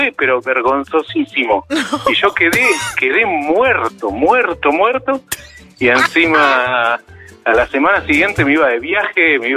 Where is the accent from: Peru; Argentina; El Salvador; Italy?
Argentina; Necochea, Buenos Aires Province; yo soy de Necochea.